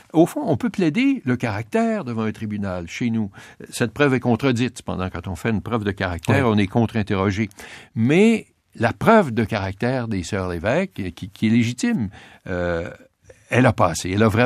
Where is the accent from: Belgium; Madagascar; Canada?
Canada; Quebec; nous sommes des Normands, les Québécois.